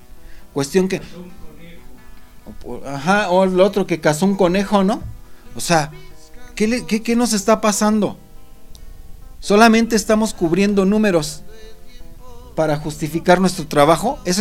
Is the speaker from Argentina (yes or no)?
no; Mexico; como sociedad mexicana nos estaríamos pudriendo